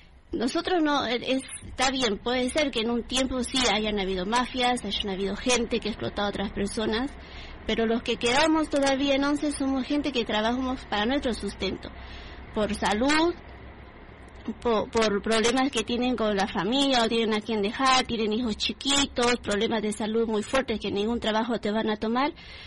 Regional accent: Bolivia; now in Argentina; Yo soy de Bolivia. Yo en un tiempo, sí, como todo el mundo, entré a trabajar acá de chiquita, desde los 16 años

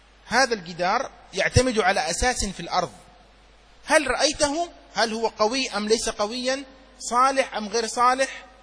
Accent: Yemen; وعندنا في اليمن الحضارم يحبون التمر كثيرا، كما تحبون أنتم الرز كثيرا

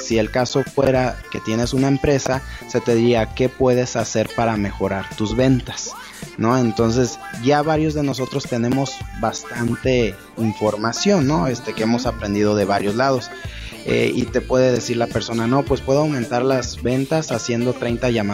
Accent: Irapuato, Guanajuato, Mexico; Yo soy originario de Irapuato

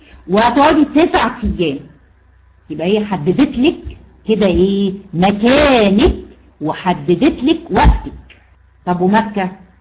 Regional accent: Egypt; احنا هنا عندنا في مصر عارفين الكارثة اللي هي بتفصل ما بين المدينة وبعضها،

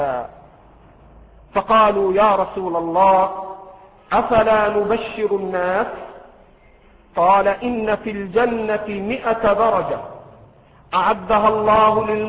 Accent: Egypt; الفرات الذي في العراق والنيل الذي عندنا في مصر

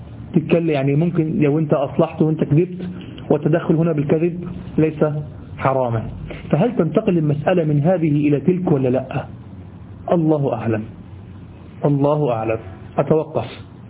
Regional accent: Egypt; والله دي دايمين لغو عندنا في لساننا كمصريين

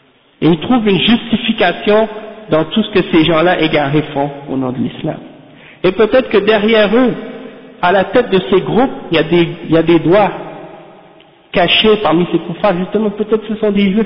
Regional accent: Quebec, Canada; Qui les pompe, hein, comme on dit chez nous, au Québec, hein

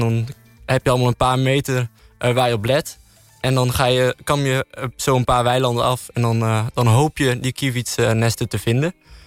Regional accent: Friesland, Netherlands; ik kom dan uit Friesland, dus voor mij is het eigenlijk best wel logisch dat ik ermee op ben gegroeid.

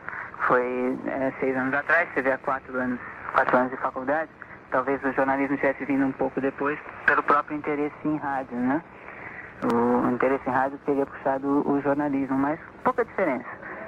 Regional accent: Santos, São Paulo, Brazil; 20 anos, de Santos, São Paulo, dexista já há quase 6 anos.

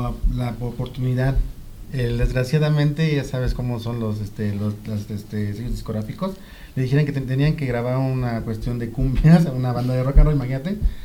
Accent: Amecameca, State of Mexico, Mexico; Yo nací en el DF, pero sí la mayor parte de mi vida es de aquí en Amecameca.

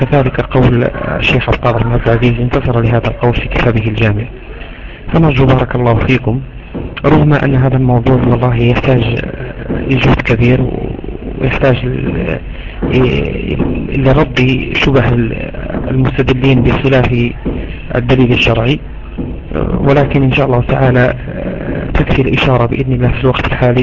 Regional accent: Morocco; نعيشه نحن هنا عندنا في المغرب

